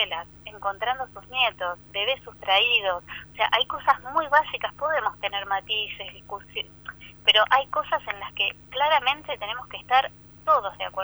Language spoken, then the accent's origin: Spanish; Pigüé, Buenos Aires Province, Argentina; also born or lived in La Plata; yo estaba terminando el secundario en mi pueblo, que es Pigüé, provincia de Buenos Aires, y bueno, terminé el secundario, me fui a estudiar a La Plata